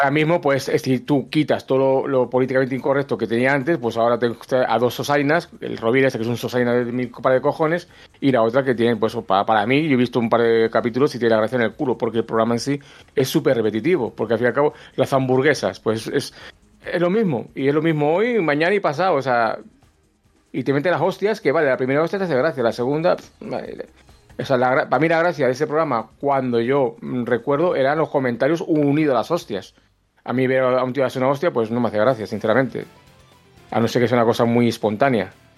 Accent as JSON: {"language": "Spanish", "town": "Valladolid", "region": "Castile and León", "country": "Spain", "tie": "born there", "said": "Bueno, nací en Valladolid, pero iba a un pueblo de Valladolid"}